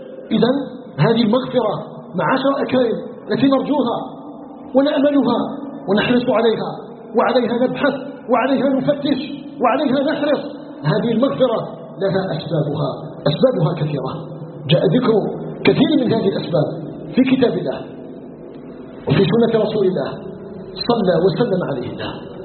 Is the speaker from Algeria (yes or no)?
yes; Algeria; أن يجعل بلدنا الجزائر بلدا آمنا مطمئنا